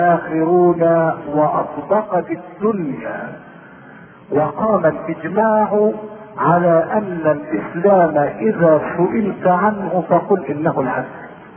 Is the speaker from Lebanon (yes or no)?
no; Shubra Khit, Beheira, Egypt; نشأت في مدينة شبرا فيه وهي اقل من المدينة وفوق القرية، وكان اكثر رجالها يعملون بالتجارة